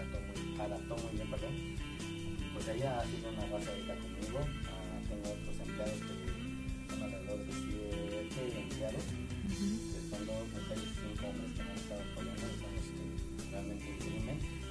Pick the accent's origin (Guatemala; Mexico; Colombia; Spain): Mexico; Mexico City; Vengo de allá del Distrito Federal, pero el producto está realmente 100% hecho aquí en Tulancingo, Hidalgo, de donde venimos